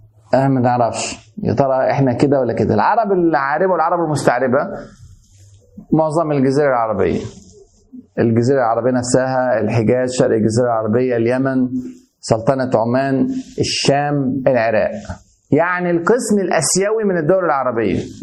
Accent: Egypt; انا مصري اهوت، ما اعرفش انا قبطي ولا انا عربي خالص، حد من العرب اللي دخلوا مصر وانا منهم، ولا تخليط ما بين العرب والاقباط

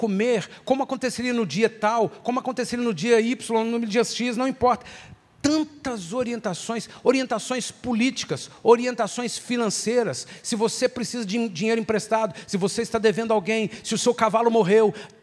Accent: Brazil; se a gente estudar um pouquinho da nossa cultura como brasileiros, não só em função de como fomos colonizados, mas em função de como temos sido governados

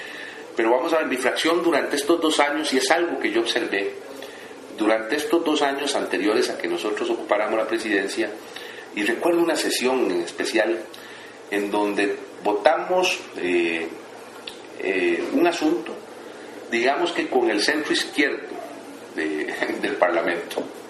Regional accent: Costa Rica; nos encontramos como buenos ticos que somos todos

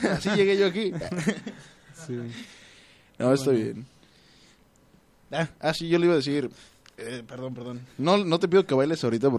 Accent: San Luis Potosí, Mexico; yo llego a Guadalajara, yo soy de San Luis Potosí. Yo llego a Guadalajara y me asombra porque no conocen esto.

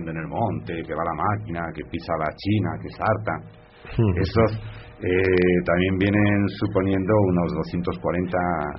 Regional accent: Extremadura, Spain; en las Urdes, un señor extremeño, mi tierra, con su boina

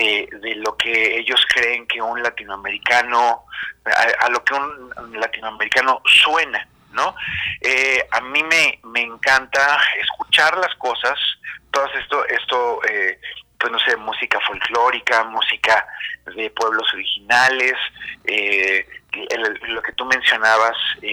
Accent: Mexico City, Mexico; born there; somos latinoamericanos, somos artistas mexicanos, y yo en especial, yo nací en la Ciudad de México

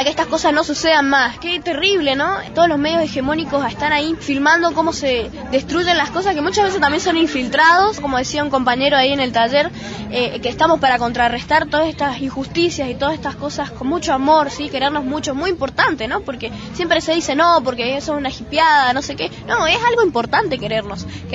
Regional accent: Mendoza, Argentina; de Mendoza, tengo 13 años

